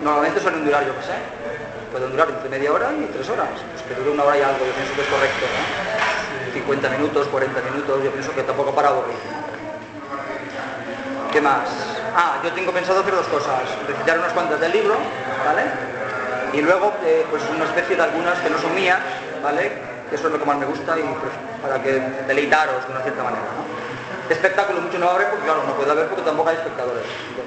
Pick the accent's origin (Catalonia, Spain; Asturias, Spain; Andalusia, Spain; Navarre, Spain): Catalonia, Spain; Barcelona; Y yo que vengo de Barcelona, ¿vale?